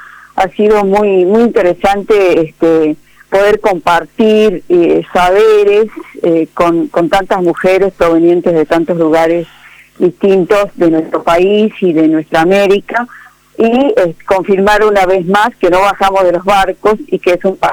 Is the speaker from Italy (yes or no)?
no; Argentina; colegas bolivianos y bolivianas que me decían, pero vos parece que no sos argentina, porque no hablas como porteño. Y no, bueno, Argentina es más grande que Buenos Aires y que el puerto.